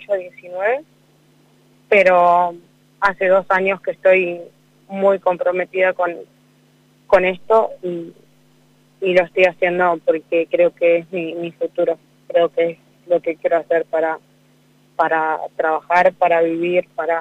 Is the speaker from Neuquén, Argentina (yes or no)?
yes; Cutral Có, Neuquén, Argentina; now in Cipolletti, Argentina; a formar palabras mientras iba leyendo los carteles de mi ciudad, que soy de Cutralcó. Estoy actualmente en Cipolletti y Río Negro, pero represento el sur y el valle